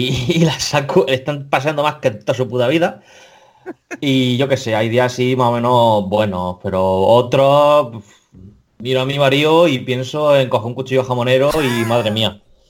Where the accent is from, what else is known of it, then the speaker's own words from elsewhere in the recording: Region of Murcia, Spain; Y porque soy murciano, por supuesto.